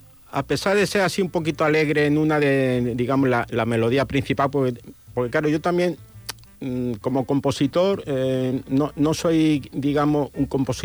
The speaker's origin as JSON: {"language": "Spanish", "town": "Málaga", "region": "Andalusia", "country": "Spain", "said": "yo, mi Málaga, vamos, es que no me la quita nadie, ¿no? O sea, a mí siempre me conoce como el malagueño, voy por ahí, de Málaga"}